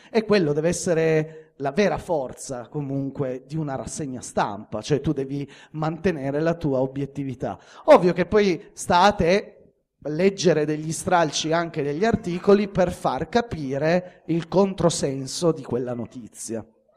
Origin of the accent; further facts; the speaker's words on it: Turin, Piedmont, Italy; perché in questo caso è nazionale, perché io sono di Torino, è nazionale